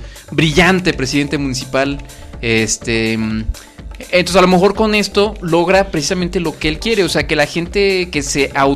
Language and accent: Spanish; Morelia, Michoacán, Mexico; yo soy de Morelia, yo soy moreliano, tengo mi familia, ya mucha familia